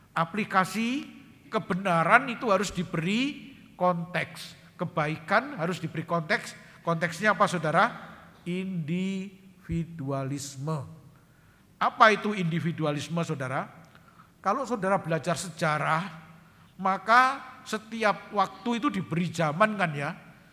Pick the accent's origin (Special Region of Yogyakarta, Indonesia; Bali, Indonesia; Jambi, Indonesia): Special Region of Yogyakarta, Indonesia; Yogyakarta; kalau saya ini orang Jogja, saudara. Orang Jogja enggak kenal grammar superlatif ya